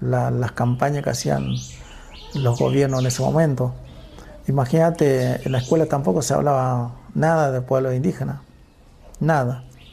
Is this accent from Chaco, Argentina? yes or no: yes; Paraje El Colchón, Chaco, Argentina; Nosotros nacimos y crecimos en el pueblo, pues yo era chico todavía. Bueno, y crecí en Paraje El Colchón.